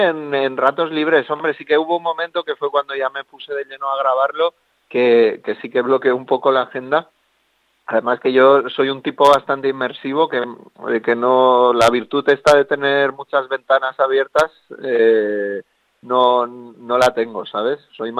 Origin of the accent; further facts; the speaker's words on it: Villafranca del Cid, Valencian Community, Spain; Pues lo tengo ahí en mi pueblo, en Villafranca del Cid, que es aquí en la provincia de Castellón.